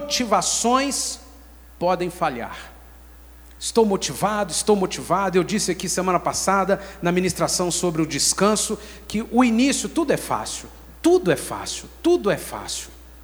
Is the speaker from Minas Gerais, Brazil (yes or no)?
yes; Minas Gerais, Brazil; Nós somos um estado, nós somos mineiros de Minas Gerais, um povo muito indisciplinado.